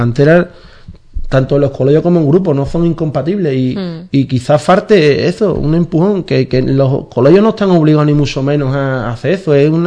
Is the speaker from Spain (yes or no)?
yes; Cádiz, Andalusia, Spain; somos de esta tierra, somos de Cádiz, somos andaluces